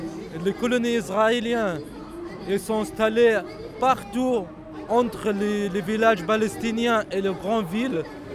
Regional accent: France; moi, je suis français d'origine palestinienne, je n'ai pas le droit d'aller là-bas avec mon passeport français.

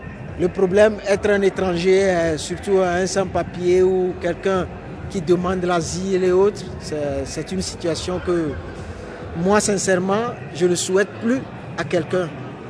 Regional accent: Togo; Je viens du Togo, moi. Du Togo. Je suis togolais.

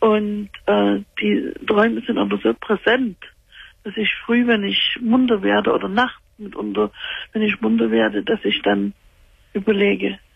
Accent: Dresden, Saxony, Germany; weil wir stammen normalerweise aus Dresden. Und er hat immer gesagt, wenn er mal das Zeitliche segnet, möchte er gerne in seine Heimat Erde. Wir wohnen in Nordrhein-Westfalen

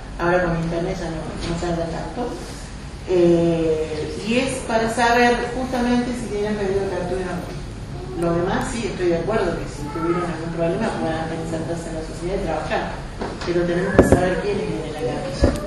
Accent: Capilla del Monte, Córdoba, Argentina; Soy de Capilla del Monte desde toda la vida. Elegí quedarme acá.

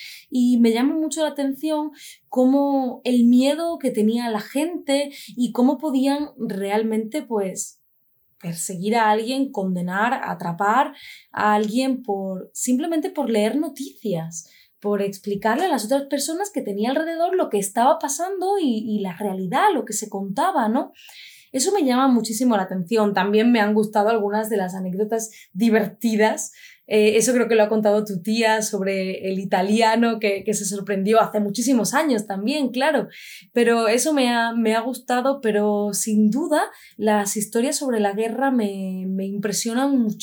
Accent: Andalusia, Spain; hay ruido, somos andaluces, eso también se nota, por supuesto.

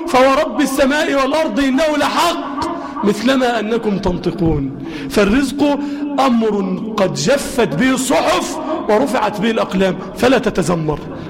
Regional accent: Egypt; اللهم اجعل بلدنا مصر أمنا أمانا سخاء الرخاء وسائر بلاد المسلمين

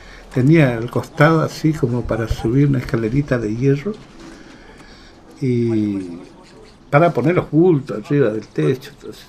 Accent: Goya, Corrientes, Argentina; yo soy de Goya y estoy viniendo de las Malvinas.

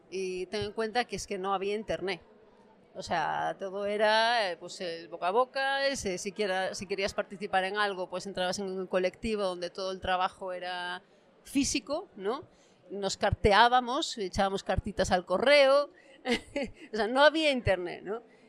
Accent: Galicia, Spain; pues yo soy de Galicia

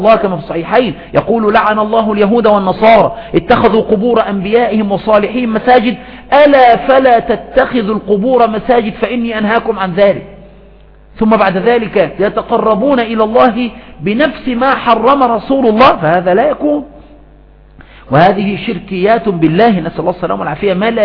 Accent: Aswan, Aswan Governorate, Egypt; لا سيما عندنا في أسوان وفي غيرها من الصعيد

